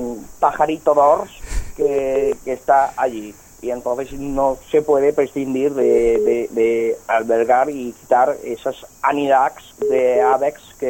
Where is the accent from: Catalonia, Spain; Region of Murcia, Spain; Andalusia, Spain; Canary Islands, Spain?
Catalonia, Spain; L'Hospitalet de Llobregat; Yo soy de Hospitalet de Llobregat